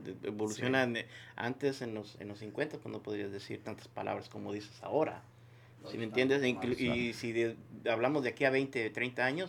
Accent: Nayarit, Mexico; yo soy de Nayarit, so a nosotros nunca nos llegó ese esa revolución de México

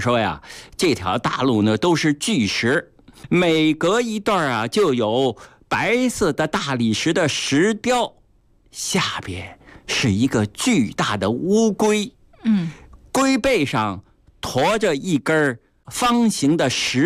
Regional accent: Beijing, China; 对我们北京人，对我们中国人

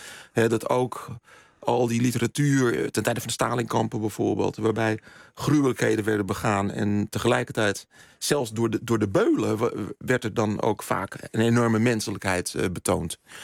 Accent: Zandvoort, North Holland, Netherlands; ik ben in Nederland opgegroeid.

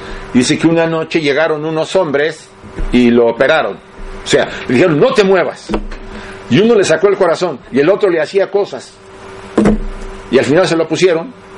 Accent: Mexico; accent: Mexican; now in Spain; a ver qué dice este mexicano, ya casi catalán, pero bueno. Porque sigo hablando como mexicano, me dice, ¿tú hablas todavía como mexicano? Pues sí, el acento no se me quita.

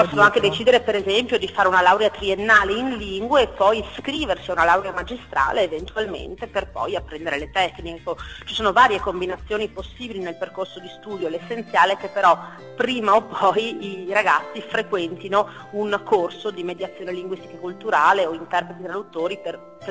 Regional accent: Padua, Veneto, Italy; io sono padovana e parlo anche un po' della realtà

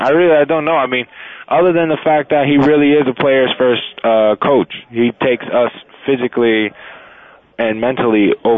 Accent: New Jersey, United States; I am from New Jersey. It always gets really hot and it gets really cold.

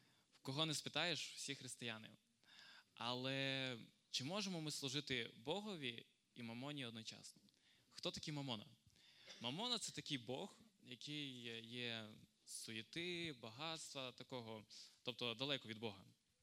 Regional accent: Stepan, Rivne Oblast, Ukraine; Я сам з Рівненської області. Із Степаня.

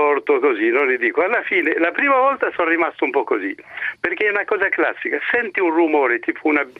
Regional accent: Rome, Lazio, Italy; Io sono di Roma

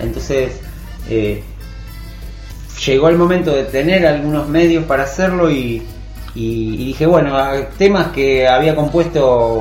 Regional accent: Rosario, Santa Fe, Argentina; moved away as an adult; Yo soy de Rosario, viví ahí hasta venirme acá

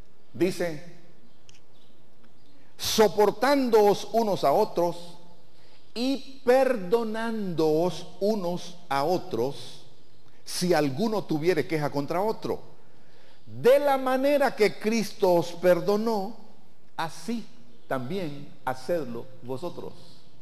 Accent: Nicaragua; así como nicaragüenses estamos regidos por la Constitución de la República

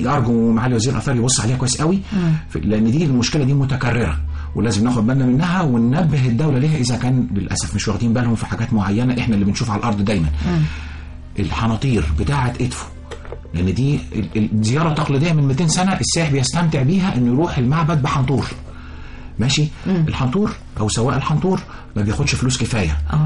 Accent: Egypt; كل نقطه عندنا في مصر تجيب لنا ذهب.

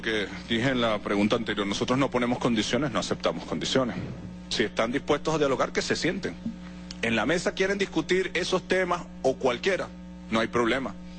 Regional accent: Venezuela; no nos podemos permitir como venezolanos

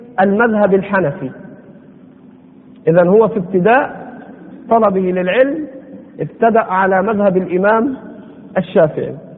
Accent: Egypt; يعني على لهجتنا هنا في مصر عمرك ما إيه؟

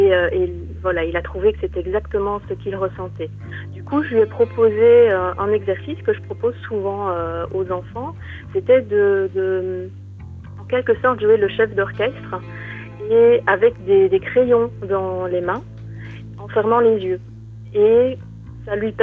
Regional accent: Belgium; Je suis belge également, oui.

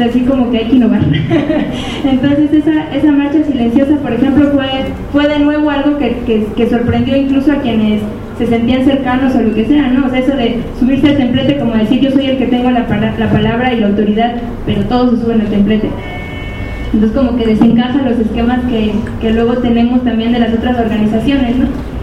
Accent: Mexico; es claro, como mexicanos, que hay un antes y un después

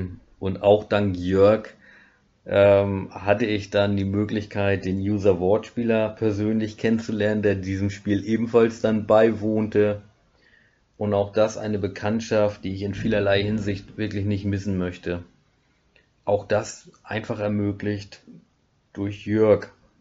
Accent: Schleswig-Holstein, Germany; now in Black Forest, Germany; komme ich tatsächlich mittlerweile aus dem Schwarzwald, Breisgau, ursprünglich aus dem Holsteinischen.

